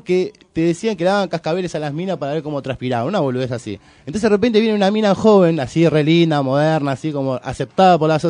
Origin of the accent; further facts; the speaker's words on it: Paso del Rey, Buenos Aires Province, Argentina; yo soy de Paso de Rey